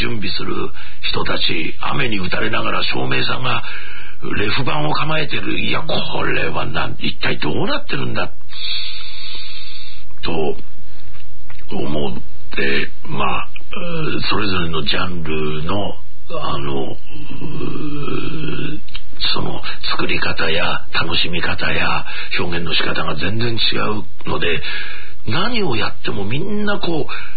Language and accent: Japanese; Toyama, Japan; born there; 地道にコツコツ、やるという県民性でいうと、僕はやっぱり、富山に生まれてよかったな。